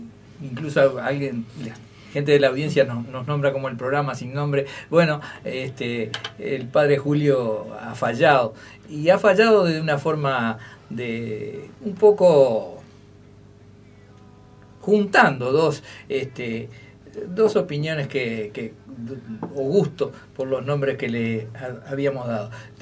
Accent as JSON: {"language": "Spanish", "country": "Uruguay", "said": "Mostrando un poco lo que somos los uruguayos"}